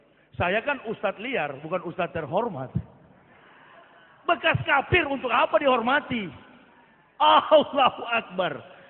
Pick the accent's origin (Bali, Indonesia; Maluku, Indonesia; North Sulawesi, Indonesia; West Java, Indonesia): North Sulawesi, Indonesia; Manado; Saya orang Manado asli. Asli kapir, begitu.